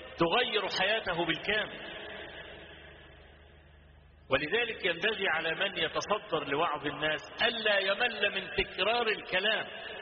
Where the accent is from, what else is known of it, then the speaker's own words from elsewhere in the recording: Egypt; كان في شارع الهرم عندنا في مصر،